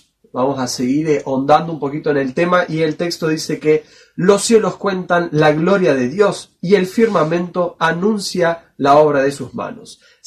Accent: Mendoza, Argentina; now in Entre Ríos, Argentina; me crié, no nací ahí, pero me crié en Mendoza, donde está la cordillera, ahí el sol se ponía detrás de la cordillera, de la montaña

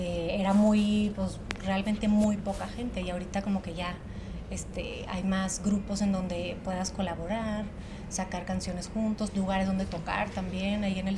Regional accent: Torreón, Coahuila, Mexico; now in Mexico City, Mexico; aquí en Ciudad de México, yo soy de Torreón, pero aquí en Ciudad de México estudié en SACEM, que es la Sociedad de Autores y Compositores, allá en Coyoacán.

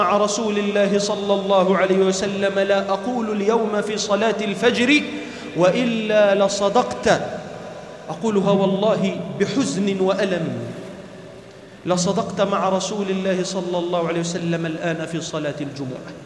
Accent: Egypt; اللهم احفظ بلدنا مصر من كل شر وسوء يا رب العالمين

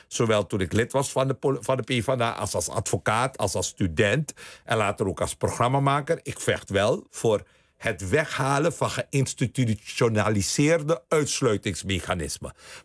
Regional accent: Suriname; Dus ik ben opgegroeid in Suriname. Mijn grootouders komen uit India. Ik zie eruit zoals ik er zie.

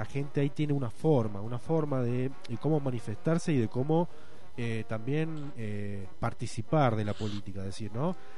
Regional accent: Argentina; Yo como un ciudadano, como un argentino, digamos.

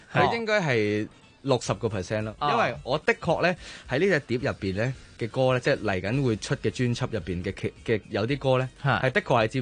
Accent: Macau; 我係一個澳門人啦。其實我以前咧真係唔識香港啲地方嘅。

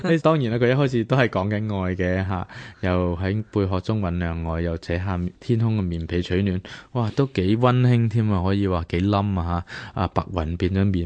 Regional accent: Hong Kong; 喂咁样我作为香港人我睇到我其实系五味俱陈嘅，明明系我屋企嚟㗎嘛。

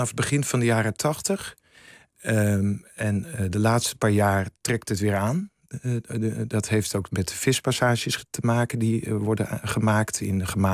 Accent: Volendam, North Holland, Netherlands; Ik ben zelf opgegroeid in Volendam.

